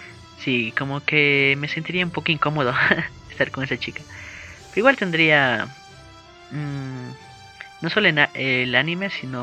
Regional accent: Ecuador; Por ejemplo, en Ecuador se estrena esa película llamada La Voz Silenciosa. Por fin se va a estrenar en mi país, qué emoción.

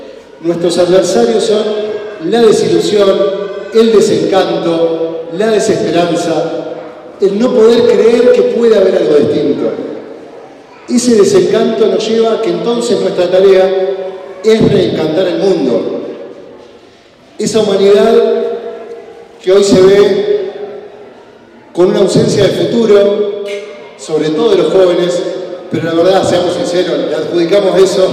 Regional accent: Paraná, Entre Ríos, Argentina; Yo soy de Paraná, de Entre Ríos, y allá no había tierras para construir agroecología, por ejemplo, que era lo que yo quería hacer.

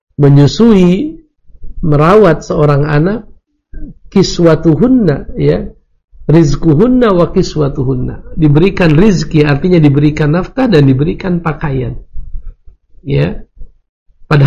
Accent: Indonesia; Saya bukan orang Hamas. Saya orang Indonesia.

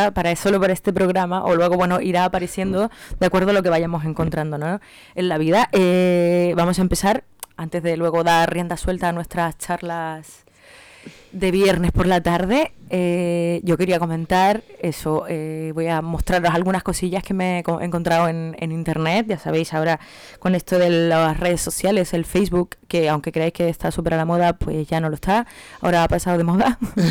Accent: Chile; Pues yo siendo chilena también tengo muchos contactos que son de Chile y otros que son de aquí.

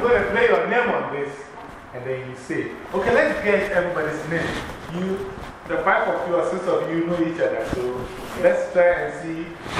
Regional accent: Ghana; And in Africa, like I said, Africa, I'm from Ghana.

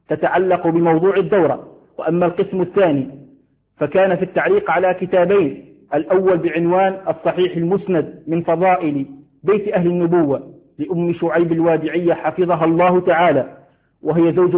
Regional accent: Algeria; حال الأحوال الجوية في بلدنا الجزائر حرصها الله من كل سوء

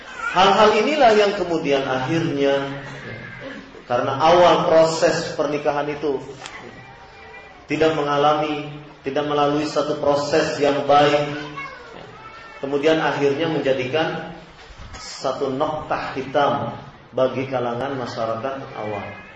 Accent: Cirebon, West Java, Indonesia; karena saya orang Jawa Barat misalnya, saya orang Cirebon ini, kalau bicara mesti kedengaran oleh orang Jawa itu mesti kasar.

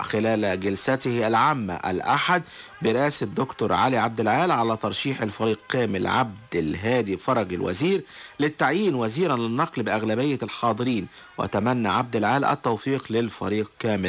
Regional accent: Egypt; لأن احنا مصريين مع بعضنا البعض

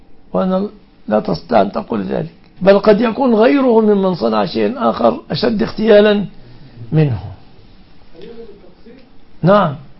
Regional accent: Egypt; وفي بلادنا مصر على أثرهم تهرع

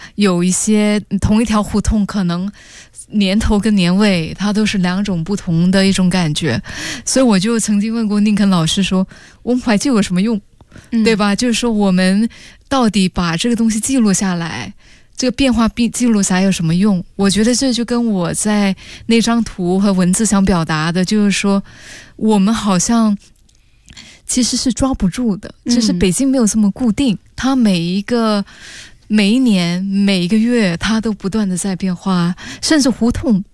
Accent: Singapore; 我是新加坡人啊

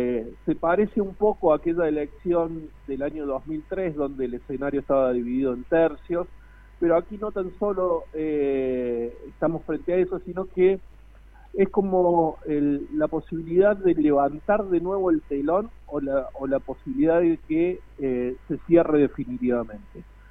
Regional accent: Río Cuarto, Córdoba, Argentina; now in Buenos Aires, Argentina; Yo soy oriundo de Río Cuarto, pese a que hace ya 22 años que vivo en Buenos Aires

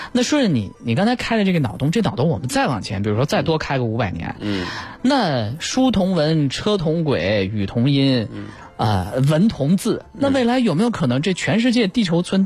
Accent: Lanzhou, Gansu, China; moved away; 我是兰州人，我们那儿的这个 方言吧，虽然不是说像是温州话那种听不懂的很难学的方言，但是我自从离开家十几二十年，我现在讲两句我自己都觉得别扭。

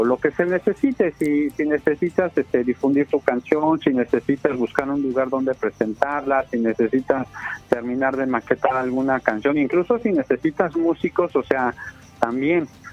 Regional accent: Mexico; a veces traemos como mexicanos la costumbre de que lo queremos gratis

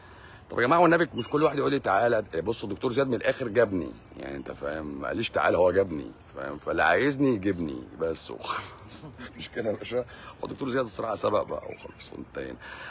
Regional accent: Egypt; اللي عندنا في مصر

